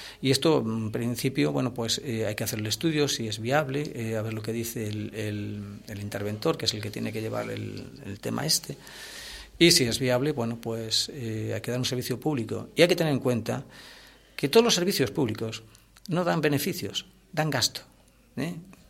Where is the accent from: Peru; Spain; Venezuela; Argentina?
Spain; Santiago de Compostela, Galicia; Yo me acuerdo cuando era chaval y vivía en Santiago, a mí me enseñaban inglés. Fíjese, con 6 añitos.